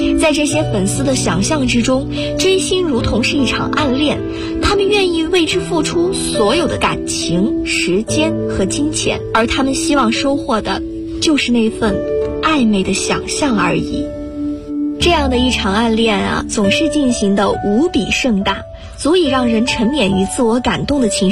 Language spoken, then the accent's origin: Chinese; Guangzhou, Guangdong, China; now in Nanjing, China; 来自广东广州，我在南京大学，距离我的家乡1367公里。